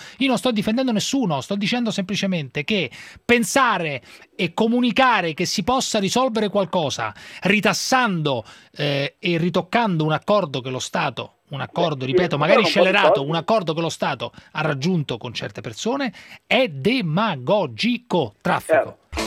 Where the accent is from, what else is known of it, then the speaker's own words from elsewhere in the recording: Rome, Lazio, Italy; Sì, sono romano, se non la disturba.